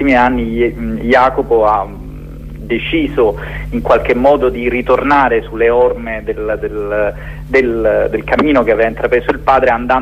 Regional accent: Apulia, Italy; Io invece, da pugliese

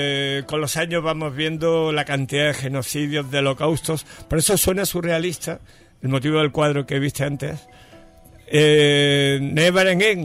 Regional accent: Andalusia, Spain; en el campo de Gibraltar, por allí por mi tierra

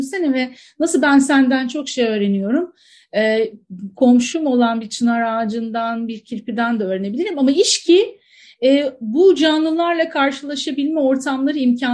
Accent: Antakya, Hatay, Turkey; ben bir dağın yamacında, nehrin kollarında büyüdüm diye tarif ediyorum kendimi Antakyalı olduğum için.

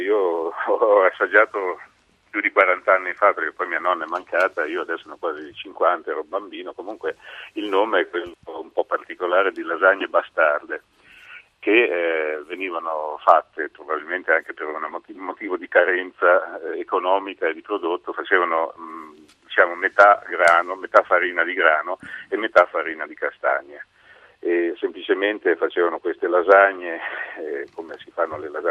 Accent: Genoa, Liguria, Italy; io sono genovese

